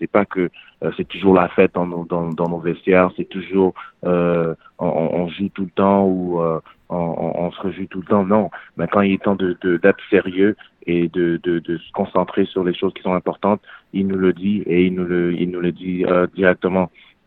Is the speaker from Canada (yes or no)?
yes; Canada; J'ai grandi au Canada, j'ai joué au Canada.